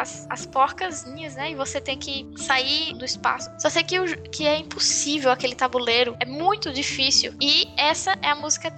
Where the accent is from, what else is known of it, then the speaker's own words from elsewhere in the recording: Brazil; Aí eu, como brasileiro, fico, cara, eu não gosto de bossa nova